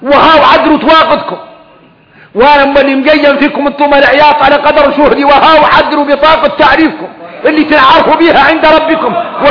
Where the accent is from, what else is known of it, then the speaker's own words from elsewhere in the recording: Mauritania; ثم تعرفوا ان احنا موريتاني